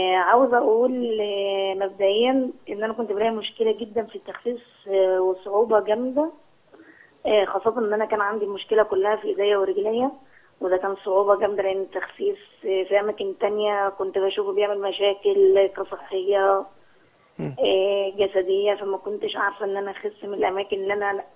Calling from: Cairo, Cairo Governorate, Egypt; من القاهره.

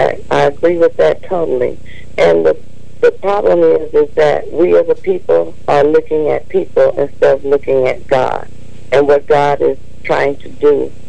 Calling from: Colorado, United States; Colorado.

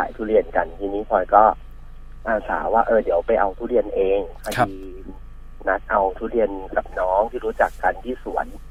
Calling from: Pattaya, Chonburi, Thailand; อยู่ที่พัทยาครับพี่

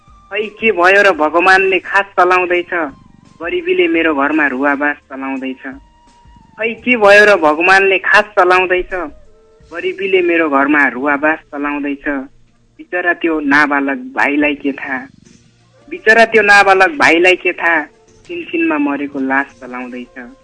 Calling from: Dailekh, Karnali Province, Nepal

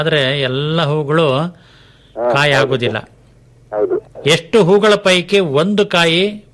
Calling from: Somwarpet, Karnataka, India; ತಳತಾರೆ Shettahalli

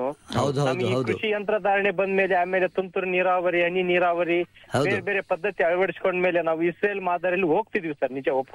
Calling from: Koppal, Karnataka, India; ಕೊಪ್ಪಳ ಹತ್ರ ಕಾತ್ರಿಕಿ ಗುಡ್ಲನೂರ್ ಅಂತ ಹೇಳಿ, ನಮ್ದು ಕೊಪ್ಪಳ ತಾಲೂಕು ಅಳವಂಡಿ ಹೋಬಳಿ.

